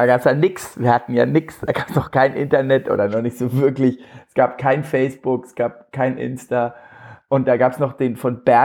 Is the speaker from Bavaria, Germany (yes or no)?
yes; Bavaria, Germany; accent: Franconian; ich komme aus Franken, das hört man wahrscheinlich ein bisschen